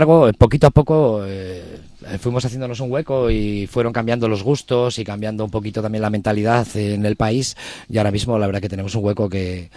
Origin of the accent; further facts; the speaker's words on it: Bilbao, Basque Country, Spain; en Bilbao tenemos fama de un poco brutitos, pero de palabra.